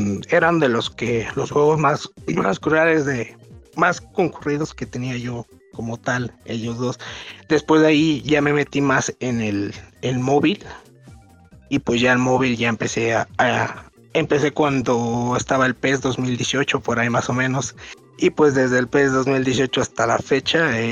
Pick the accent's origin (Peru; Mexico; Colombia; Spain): Mexico; Hidalgo; Soy del estado de Hidalgo.